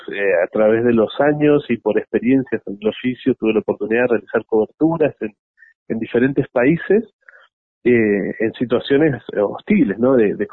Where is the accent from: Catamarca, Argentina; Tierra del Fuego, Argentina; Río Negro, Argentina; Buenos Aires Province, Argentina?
Río Negro, Argentina; Bariloche; born or raised there